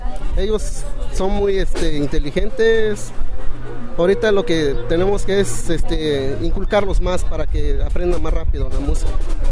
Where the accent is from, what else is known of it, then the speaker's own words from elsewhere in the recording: Santa Catarina Yahuío, Oaxaca, Mexico; vengo de la comunidad de Santa Catarina, Yahuío, Ixtlán, Oaxaca.